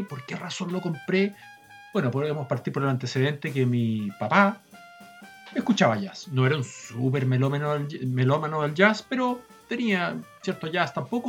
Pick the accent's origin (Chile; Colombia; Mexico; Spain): Chile; en buen chileno, como chileno, nosotros cuando vemos una persona